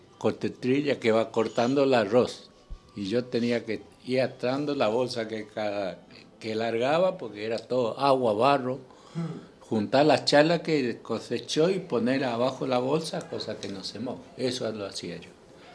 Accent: Corrientes, Argentina; No dije de qué provincia, ¿no? Nací en el 49, soy correntino.

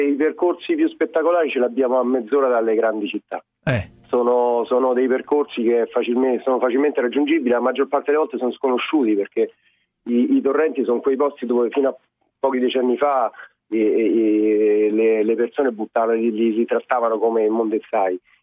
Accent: Rome, Lazio, Italy; Io sono di Roma.

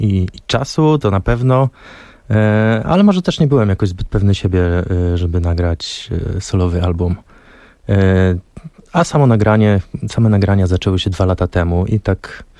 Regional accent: Szamotuły, Greater Poland Voivodeship, Poland; Żyrardów, Poznań, Szamotuły, moje rodzinne miasto

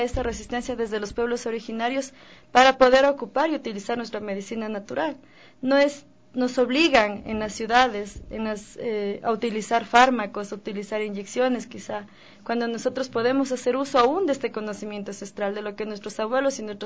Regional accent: Tabalo, Pichincha, Ecuador; yo no soy de Calacalí, soy de Tabalo, quichua indígena de Tabalo.

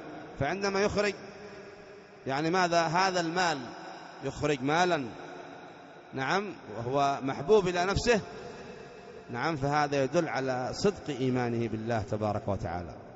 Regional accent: Aden, Yemen; مثلا عندنا في عدن تؤخذ من أغنياء عدن وترد في فقراء عدن

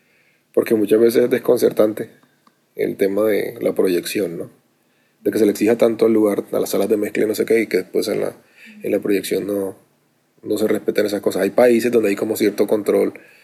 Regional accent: Cartagena, Bolívar, Colombia; Yo soy de Cartagena, en Colombia, y normalmente hablamos rápido y hablamos distinto a la gente del interior del país.

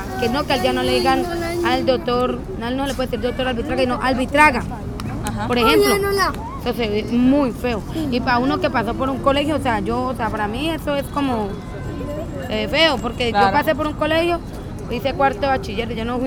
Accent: Cali, Valle del Cauca, Colombia; born there; Yo nací en Los Chorros.

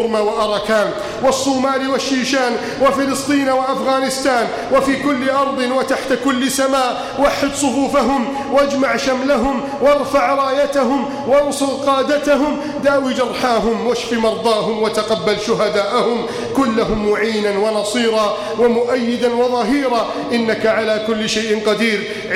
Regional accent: Egypt; واجعل بلدنا مصر آمنا مطمئنا وسائر بلاد المسلمين. اللهم من أراد بلادنا مصر بسوء فأشغله بنفسه

